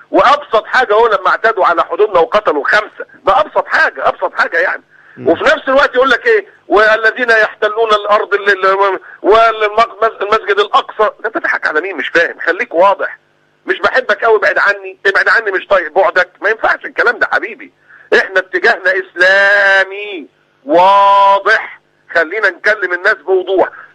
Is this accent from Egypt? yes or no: yes; Egypt; ما حدش قال ان السياح جايين عندنا في مصر عشان الدعارة